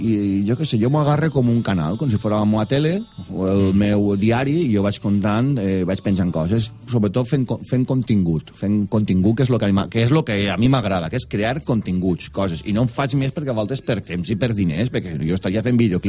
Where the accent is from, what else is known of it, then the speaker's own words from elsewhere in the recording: Sueca, Valencian Community, Spain; Jo soc de Sueca, som mentalitat arrossera, conservadora i superàvit, superàvit.